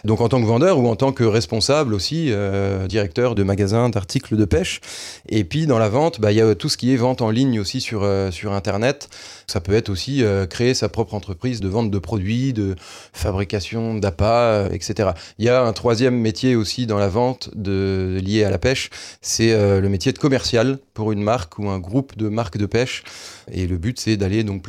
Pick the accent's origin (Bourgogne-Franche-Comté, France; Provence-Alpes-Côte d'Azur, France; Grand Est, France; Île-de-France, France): Grand Est, France; chez nous, en Meurthe-et-Moselle ou en Lorraine